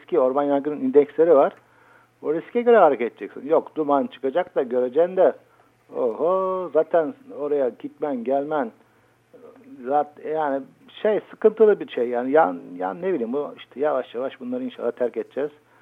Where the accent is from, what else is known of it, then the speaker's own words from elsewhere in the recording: Black Sea Region, Turkey; Ben Karadenizliyim abi